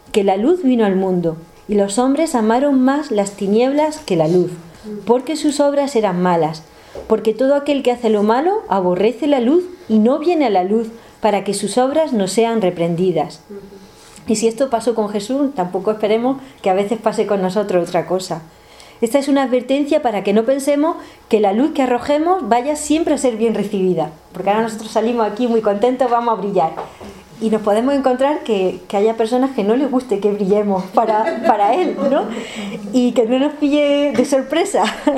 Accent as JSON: {"language": "Spanish", "town": "Jaén", "region": "Andalusia", "country": "Spain", "said": "Me acuerdo, yo soy de Jaén, que allí hay una sierra"}